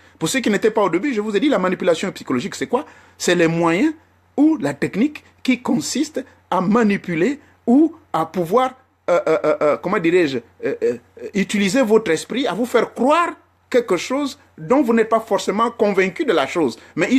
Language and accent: French; Gabon; Le bois bandé, on ne trouve ça que chez nous au Gabon là-bas.